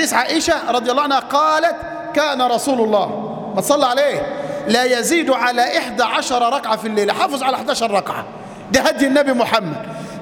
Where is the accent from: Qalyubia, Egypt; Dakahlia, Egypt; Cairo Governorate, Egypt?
Dakahlia, Egypt; Mansoura; قصة لامرأة عندنا في المنصورة